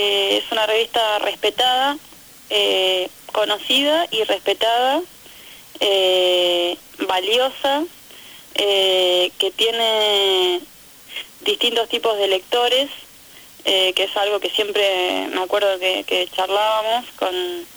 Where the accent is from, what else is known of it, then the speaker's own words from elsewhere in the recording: Salta, Argentina; now in La Plata, Argentina; Yo me había venido a estudiar a La Plata, bueno, yo vengo de Salta, me había venido a estudiar